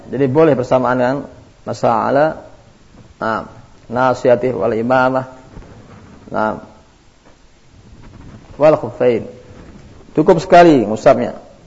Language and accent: Indonesian; India; Saya orang India.